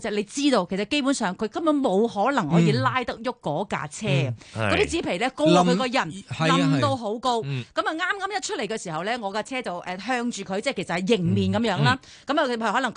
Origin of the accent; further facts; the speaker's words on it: Hong Kong; 我哋香港人系一定系会能够发挥到嘅